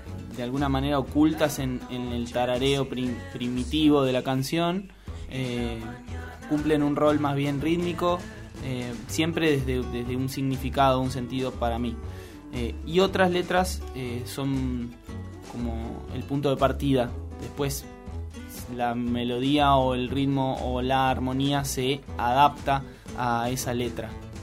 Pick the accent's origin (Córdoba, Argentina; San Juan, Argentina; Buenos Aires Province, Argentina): Buenos Aires Province, Argentina; Chapadmalal; yo soy de Chapadmalal, que es al lado de Mar del Plata.